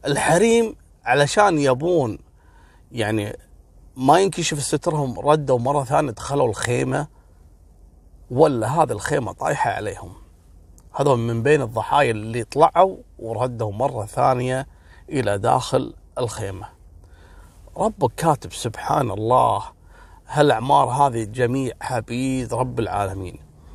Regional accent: Kuwait; سبحان الله، مثل ما حصل عندنا في الكويت التدافع هذا

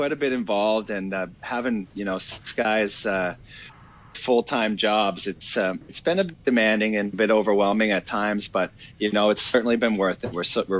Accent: Nova Scotia, Canada; we grew up on Cape Breton Island, which was the home of the plant.

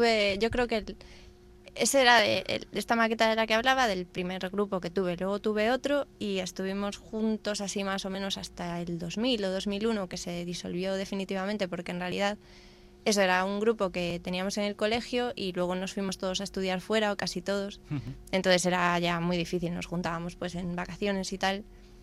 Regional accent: Palma, Balearic Islands, Spain; now in Madrid, Spain; yo no soy de Madrid, entonces de encontrarla imaginaba que la encontraría en mi casa de Palma, vamos, en casa de mis padres.

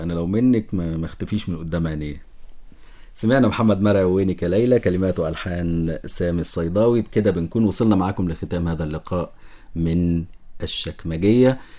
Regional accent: Egypt; على فكرة عندنا في مصر بنقول كل سنة وانتم طيبين عادي

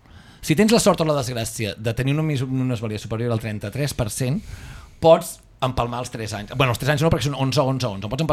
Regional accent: Sabadell, Catalonia, Spain; els que som de Sabadell, que jo sí, és el barri on vaig néixer, que vaig estar fent els 5 anys

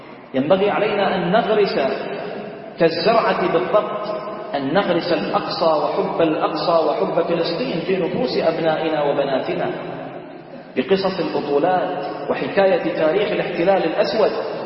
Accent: Bahrain; اللهم احفظ بلدنا البحرين

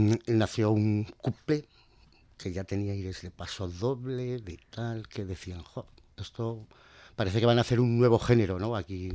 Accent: Cuarte, Spain; más en Cuarte, que ha sido mi pueblo, prácticamente.

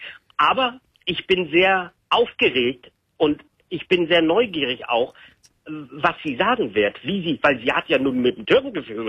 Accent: Germany; Und ich bin da aufgewachsen und ich bin ja eigentlich Deutscher, ich bin ja deutsch aufgewachsen

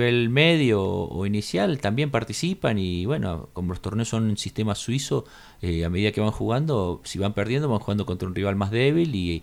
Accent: Capilla del Monte, Córdoba, Argentina; que somos de acá de Capilla del Monte

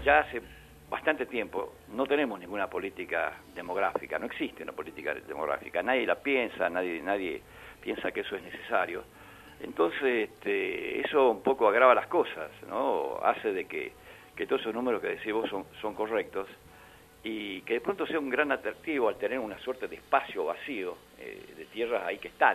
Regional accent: Argentina; Nosotros para ellos somos extranjeros.

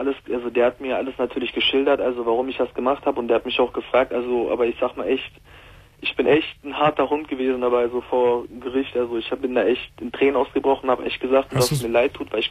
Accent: Mülheim an der Ruhr, North Rhine-Westphalia, Germany; ich komme aus Mühlheim an der Ruhr und wir haben das auch immer hier in Mühlheim an der Ruhr.

